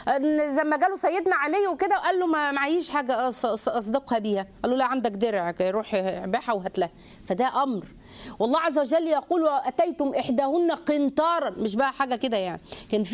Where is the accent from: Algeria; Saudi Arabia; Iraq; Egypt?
Egypt; عندنا في مصر يجي يقول لك ايه